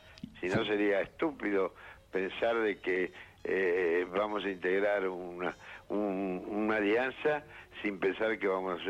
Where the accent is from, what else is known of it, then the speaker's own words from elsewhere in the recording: Argentina; Yo soy argentino y solamente pienso en el presente